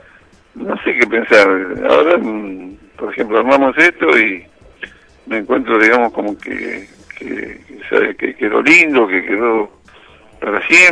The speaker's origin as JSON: {"language": "Spanish", "town": "Reynosa", "region": "Tamaulipas", "country": "Mexico", "tie": "born there", "said": "nacimos de una familia humilde. Entonces, yo nací en Reynosa, en el Mineno Reynosa, mi viejo tenía una herrería"}